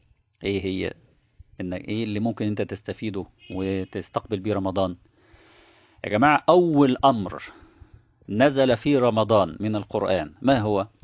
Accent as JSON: {"language": "Arabic", "country": "Egypt", "said": "من وجهة نظرنا احنا كمصريين مثلا"}